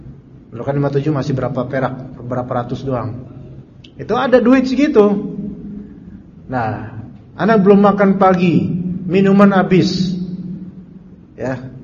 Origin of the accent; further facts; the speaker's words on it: Jakarta, Indonesia; also born or lived in Salatiga; Naik bis mau pulang ke Jakarta ini karena kampung saya kan di sini.